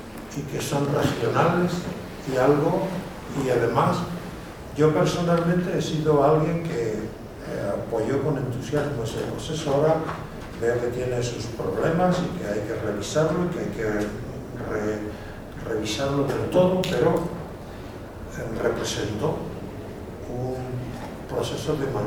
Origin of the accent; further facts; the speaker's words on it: Spain; Yo, que soy español, veo no solamente cómo se está descomponiendo mi país